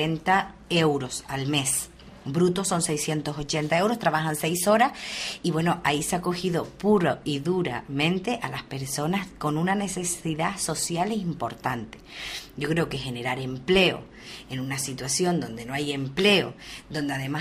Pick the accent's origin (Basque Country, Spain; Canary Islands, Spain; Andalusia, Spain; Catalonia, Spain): Canary Islands, Spain; Uga; nosotros somos del pueblo de Uga